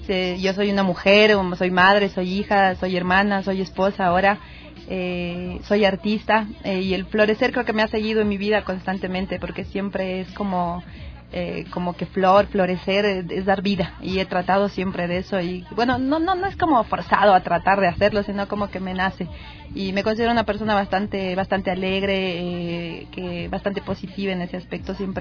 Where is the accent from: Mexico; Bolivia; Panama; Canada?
Bolivia; soy de Bolivia